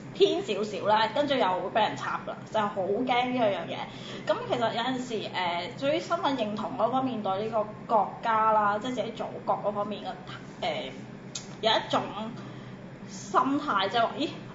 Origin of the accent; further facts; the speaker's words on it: Macau; 其實我哋作為中國人啊，或者中國嘅澳門人啊